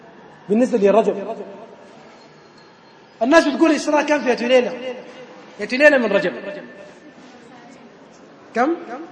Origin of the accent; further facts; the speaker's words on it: Khartoum, Sudan; عندنا في الخرطوم واحد من المشايخ